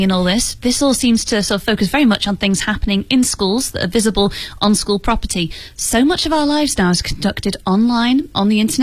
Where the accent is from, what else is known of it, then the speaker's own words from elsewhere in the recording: England, United Kingdom; I guess it's like an English person saying, because I'm English, does that make me an expert in English literature?